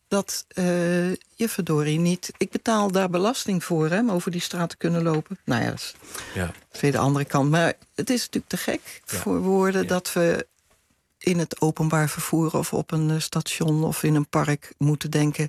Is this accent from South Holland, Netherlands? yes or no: yes; Rotterdam, South Holland, Netherlands; Ik kom uit Rotterdam.